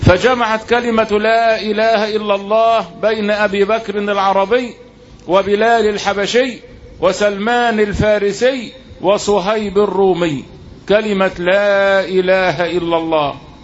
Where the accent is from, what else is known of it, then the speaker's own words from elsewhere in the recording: Egypt; يبقى أنا مصري وإنت مصري صرف النظر عن الدين